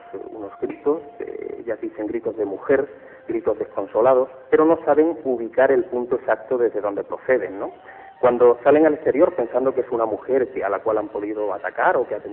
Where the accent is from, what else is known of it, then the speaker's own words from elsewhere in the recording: Málaga, Andalusia, Spain; Date cuenta que yo soy de Málaga, estoy en plena Andalucía